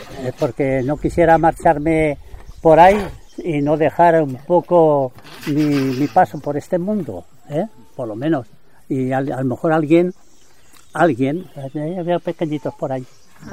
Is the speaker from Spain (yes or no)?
yes; Angüés, Aragon, Spain; now in France; Así que no podía venir a estar en Angüés, por ejemplo, venirme a mi pueblo, ¿no? A mi pueblo estuve 32 años sin venir al pueblo.